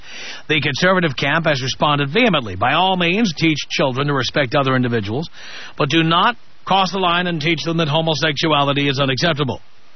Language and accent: English; New York, United States; I learned it by growing up in the South Bronx, a poor area. An area with people of all colors, all races.